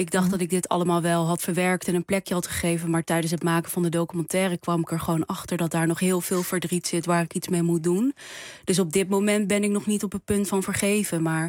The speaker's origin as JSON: {"language": "Dutch", "country": "Netherlands", "tie": "born or raised there", "said": "Ik ben in Nederland opgegroeid. Ik ben opgegroeid met mijn moeder."}